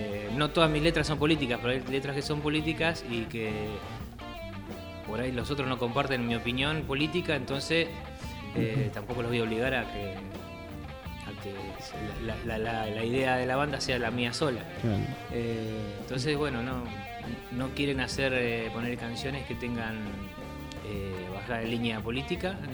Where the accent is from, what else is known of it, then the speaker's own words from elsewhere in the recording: Trelew, Chubut, Argentina; born there; Yo soy nacido en Trelew, ellos vivían allá